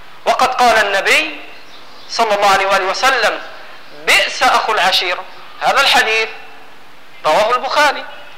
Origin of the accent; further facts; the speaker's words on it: Egypt; سامحوني أنا مصري برضه